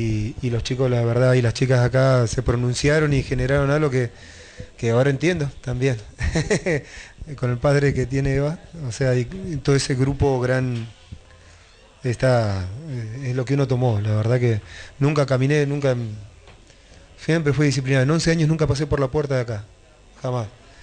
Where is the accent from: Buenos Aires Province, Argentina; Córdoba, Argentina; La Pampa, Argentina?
La Pampa, Argentina; O sea, yo vine a estudiar acá, pero vine de La Pampa, no me crié acá.